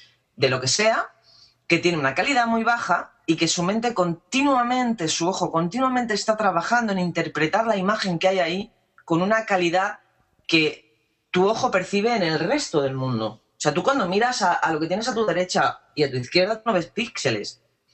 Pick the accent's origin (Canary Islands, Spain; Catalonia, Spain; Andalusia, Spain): Andalusia, Spain; sobre todo yo que soy andaluza, soy muy vaga